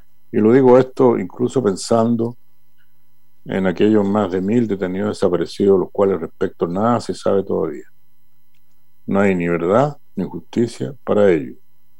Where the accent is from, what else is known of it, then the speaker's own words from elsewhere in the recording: Chile; Como chilenas, como chilenos, como sociedad.